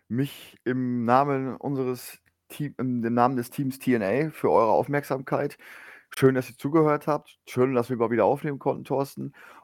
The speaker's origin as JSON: {"language": "German", "region": "Lower Saxony", "country": "Germany", "said": "als Niedersachse kann ja nicht sagen, also ich bin ja auch im Norden, aber nicht so im Norden wie du, das gebe ich zu."}